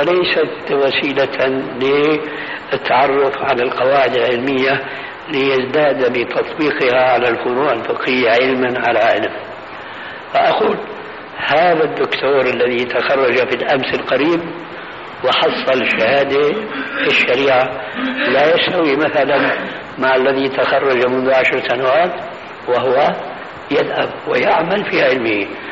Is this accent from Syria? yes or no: yes; Syria; كما قال بعض الظرفاء عندنا في سوريا